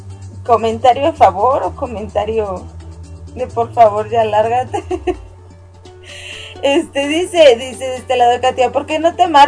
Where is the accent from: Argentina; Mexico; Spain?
Mexico; o por lo menos en mi país no hay una radio local o de México, vaya, que genere contenido de anime.